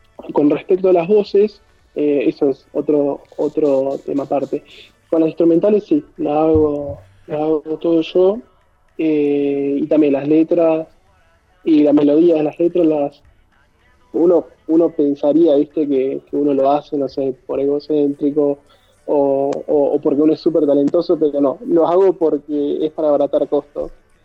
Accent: Zapala, Neuquén, Argentina; Yo ahora estoy viviendo en la provincia de Neuquén, en la ciudad de Zapala. Estoy, bueno, en una chacra. Soy originariamente... Sí, en Chaco. La curiosidad es

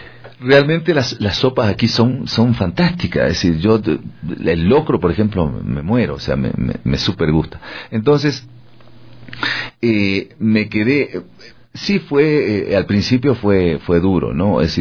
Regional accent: Argentina; Yo vengo del país de Mafalda, ¿no?

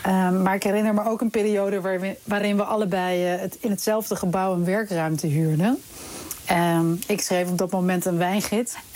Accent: Amsterdam, North Holland, Netherlands; Via opgroeiend in Amsterdam allebei.

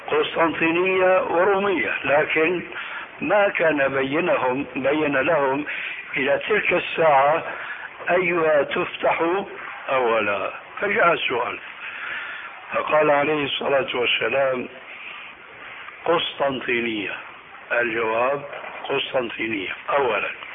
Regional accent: Damascus, Damascus Governorate, Syria; عندنا في دمشق

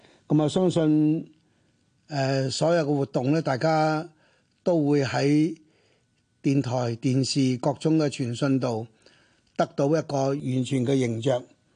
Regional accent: Hong Kong; 好似我呢一類自細到大係喺中國幾屆政府、中華民國政府、中華人民共和國政府嘅教育底下嘅呢個土生土長嘅香港人，而由於我哋係屬於華文教育嗰個系統

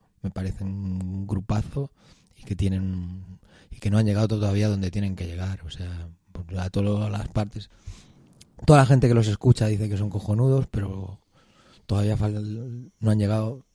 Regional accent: Toledo, Castilla-La Mancha, Spain; Pues sí, como buen toledano. O sea, sí, no podía ser de Toledo y que no te gustaran ese museo.

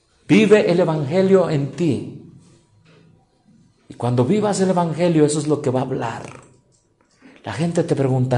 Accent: Hidalgo, Mexico; Yo vengo del estado de Hidalgo.

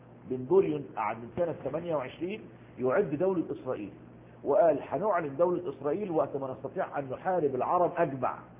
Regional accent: Egypt; نفس القصة عندنا في مصر

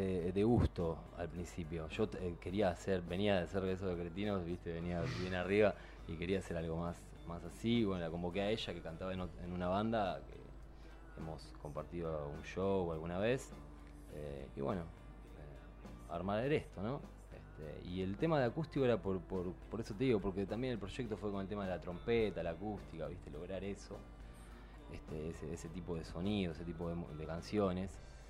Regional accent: Buenos Aires, Argentina; Somos de Mármol, Adrogué, Banfield, Temperley.

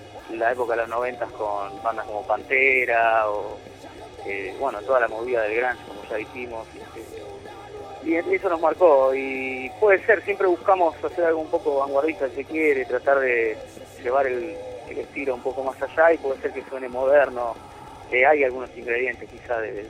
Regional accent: Buenos Aires, Argentina; Nosotros somos argentinos, vivimos en Buenos Aires y nos toca vivir las cosas que nos tocan vivir

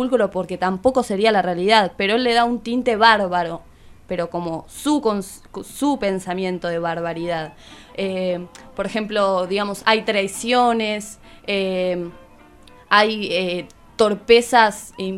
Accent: Argentina; En esta otra idea que nos atraviesa como argentinos también

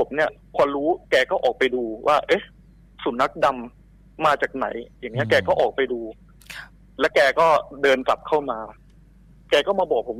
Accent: Nonthaburi, Thailand; now in Sakon Nakhon, Thailand; ผมเป็นคนจังหวัดนนทบุรีเลยครับ

